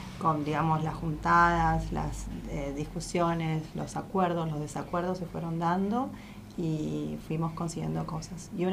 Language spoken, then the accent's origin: Spanish; Buenos Aires, Argentina; Yo soy de Buenos Aires, trabajé en Casa Central, estuve allá 9 años y el resto acá en La Pampa.